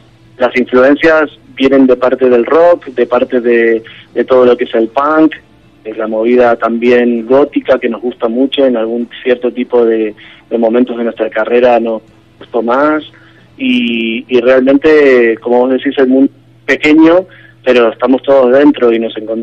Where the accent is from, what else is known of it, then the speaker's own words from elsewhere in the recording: Argentina; yo soy argentino y también soy español